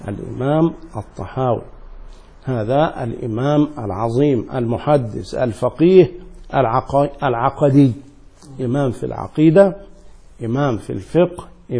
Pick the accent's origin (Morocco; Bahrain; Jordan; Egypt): Egypt; Upper Egypt; من جنوب القاهرة يسمى صعيد، وأنا من صعيد مصر، أنا صعيدي.